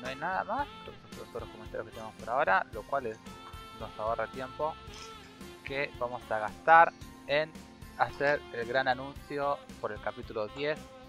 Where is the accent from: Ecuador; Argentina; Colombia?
Argentina; como argentinos